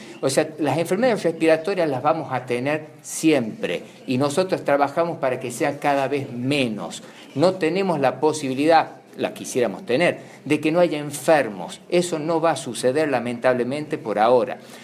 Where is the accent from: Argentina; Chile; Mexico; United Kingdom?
Argentina; La Rioja; no solamente como riojanos, como ciudadanos